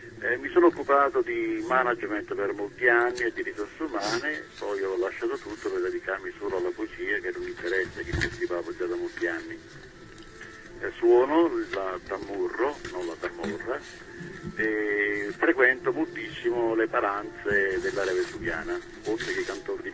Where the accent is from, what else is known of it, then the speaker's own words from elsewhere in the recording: Calabria, Italy; Beh, sono un ragazzo di Calabria, sono nato vicino a Crotone